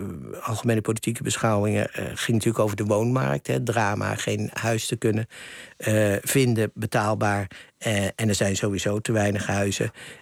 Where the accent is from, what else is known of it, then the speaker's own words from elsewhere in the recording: Haarlem, North Holland, Netherlands; Ja, ik kom ook uit Haarlem, strikt genomen.